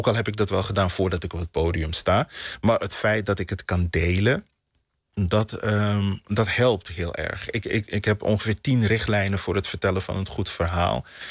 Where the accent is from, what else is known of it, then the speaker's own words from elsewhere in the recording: Suriname; born there; Weet je, ik ben geboren 10.000 kilometer die kant op.